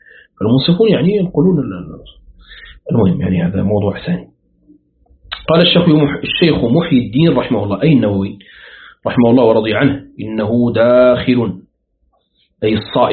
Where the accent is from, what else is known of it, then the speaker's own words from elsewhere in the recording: Morocco; باستثناء بلادنا المغرب الأقصى